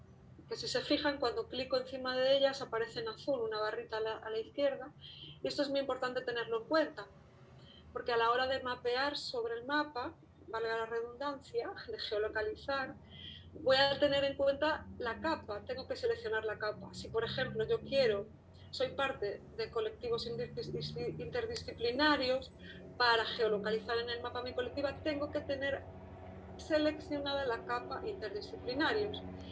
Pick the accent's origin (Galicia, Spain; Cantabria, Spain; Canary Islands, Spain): Galicia, Spain; first language Galician; Spanish is a second language; perdón que lo tengo en lengua gallega porque es la lengua, mi lengua madre